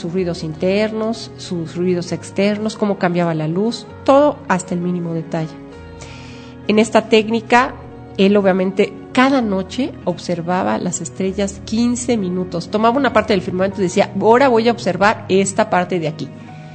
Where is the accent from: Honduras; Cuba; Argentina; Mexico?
Mexico; Pero ahora vamos a hablar de lo que somos, mexicanos, viva mexicanos.